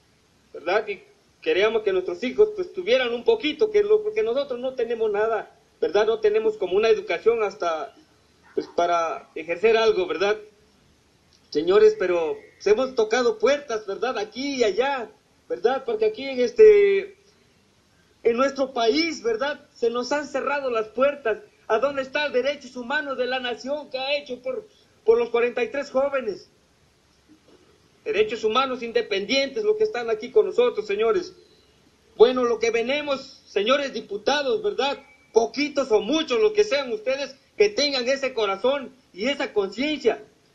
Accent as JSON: {"language": "Spanish", "country": "Mexico", "said": "Créame que a mí eso me tiene indignado como hombre y como mexicano que soy."}